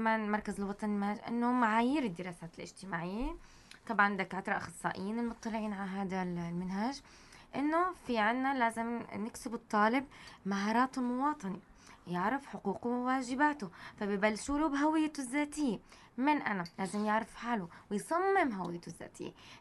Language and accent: Arabic; Tartus, Tartus Governorate, Syria; موجود في عندنا بطرطوس حديقة حيوان؟ بدنا نلجأ انه في ضيعة